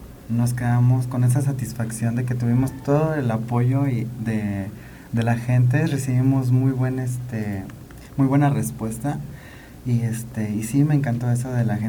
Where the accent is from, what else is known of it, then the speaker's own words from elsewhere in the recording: Jiutepec, Morelos, Mexico; De aquí, de Jutepec.